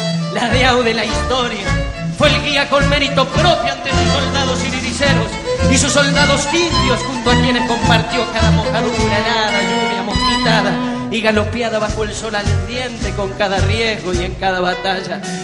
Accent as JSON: {"language": "Spanish", "region": "Santa Fe", "country": "Argentina", "said": "Somos nosotros los santafesinos quienes debemos ponerla en el lugar que corresponda"}